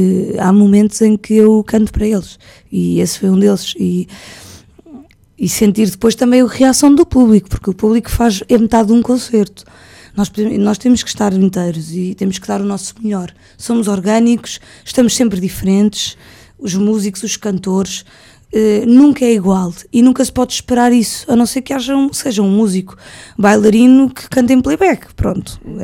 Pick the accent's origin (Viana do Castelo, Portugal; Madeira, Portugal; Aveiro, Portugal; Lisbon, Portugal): Lisbon, Portugal; Alfama foi o bairro que... por onde eu cresci, a partir dos 11 anos, eu andava pelas aquelas ruas